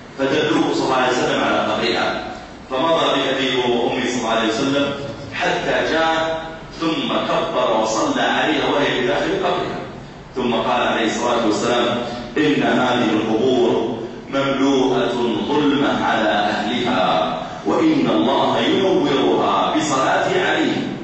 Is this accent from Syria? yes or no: no; Saudi Arabia; أذكر أني ذهبت مرة إلى مدينة عندنا في السعودية اسمها جيزان، هذه المدينة في الجنوب